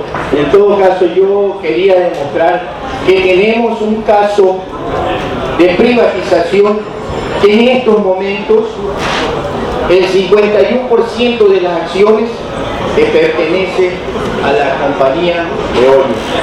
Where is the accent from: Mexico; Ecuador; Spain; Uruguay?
Ecuador; Guayaquil, Guayas; yo soy de Guayaquil, el país del cual vengo es Ecuador.